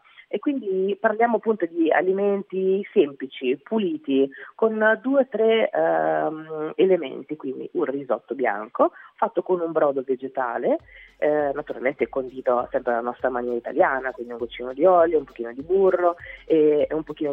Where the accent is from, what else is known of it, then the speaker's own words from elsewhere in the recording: central Italy, Italy; accent: central Italian; io sono cresciuta qua in Italia, quindi ho una parlata, una cadenza, un accento tipicamente italiano, e secondo me questo fatto di essere esteticamente esotica e invece avere questa voce, questa parlata molto del centro Italia